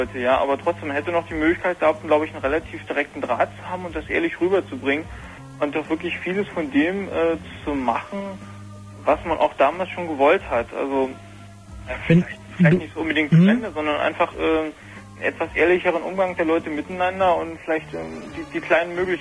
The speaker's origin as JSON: {"language": "German", "region": "Saxony", "country": "Germany", "also_born_or_lived": "Jüterbog", "moved": "yes", "said": "Also ich kam eigentlich aus einem Görlitzer Raum."}